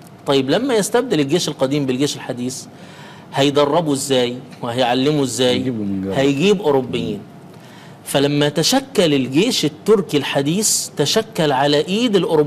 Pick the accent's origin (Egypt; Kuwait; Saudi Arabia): Egypt; يعني احنا عندنا في مصر زمان غير بعد كامب ديفيد